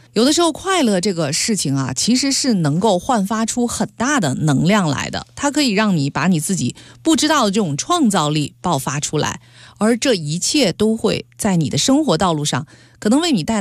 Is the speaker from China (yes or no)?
yes; Beijing, China; 用我们北京话说